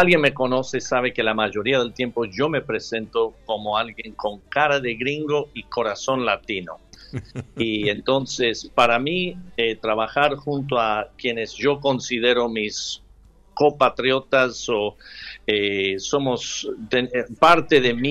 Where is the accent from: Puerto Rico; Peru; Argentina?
Argentina; also born or lived in California, United States; Aunque me crié en la Argentina, nací en California y después también pastoreé 18 años en California, así que vivíamos a unos minutos de la Ruta 1.